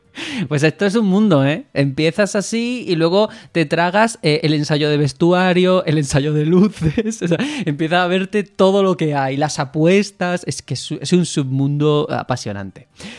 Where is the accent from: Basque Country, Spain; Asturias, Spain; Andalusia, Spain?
Andalusia, Spain; Cádiz; Yo, como gaditano, te digo que no.